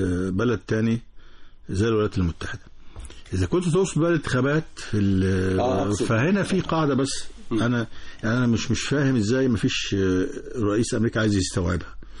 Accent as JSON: {"language": "Arabic", "country": "Egypt", "said": "وانا مواطن مصري وبنفس المعاناه"}